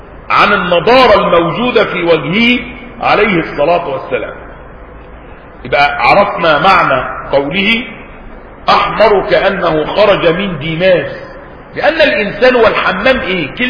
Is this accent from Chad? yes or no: no; Egypt; كان عندنا في مصر قديما حمامات